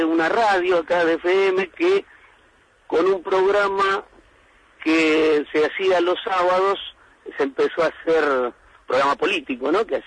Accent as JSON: {"language": "Spanish", "town": "Río Gallegos", "region": "Santa Cruz", "country": "Argentina", "said": "yo soy de Río Gallegos, nos conocemos casi todos. Ahora no tanto porque la ciudad está creciendo"}